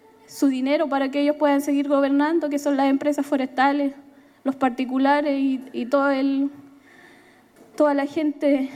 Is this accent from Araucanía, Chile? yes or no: yes; Temucuicui, Araucanía, Chile; Me siento orgullosa de ser de Temucuicui, pese a todos los catálogos que le han puesto las prensas, los medios de comunicaciones.